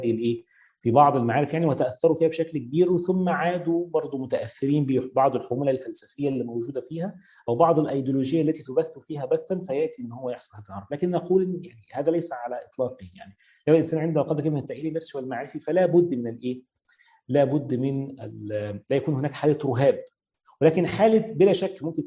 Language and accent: Arabic; Egypt; زي مثلا عندنا في مصر